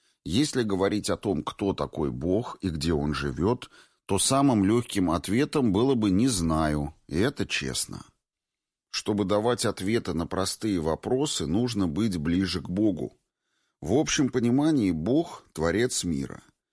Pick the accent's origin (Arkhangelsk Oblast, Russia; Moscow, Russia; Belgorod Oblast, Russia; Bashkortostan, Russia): Moscow, Russia; Я коренной москвич. Ведь правда же, многие москвичи время от времени испытывают ощущение, что за МКАДом жизни нет.